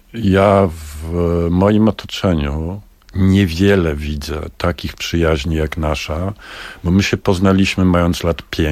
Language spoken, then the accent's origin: Polish; Warsaw, Masovian Voivodeship, Poland; bo my jesteśmy z pogranicza rzeczywistości, jakim jest i był Grochów. My jesteśmy z Grochowa.